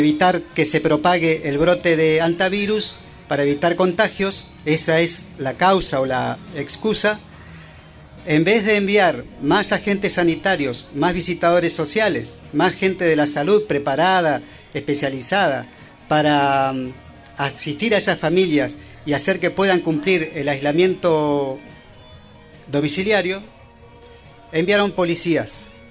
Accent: Chubut, Argentina; ya que venimos del noroeste del Chubut

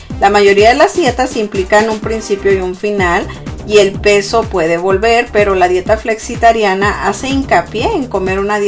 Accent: Sonora, Mexico; yo soy del norte de México, el estado de Sonora, entonces consumimos mucha carne, los que son de Sonora sabrán.

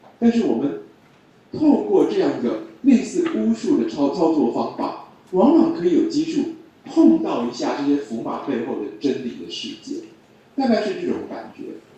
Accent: China; 虽然到了明朝，我们中国人发现土茯苓可以治疗梅毒了

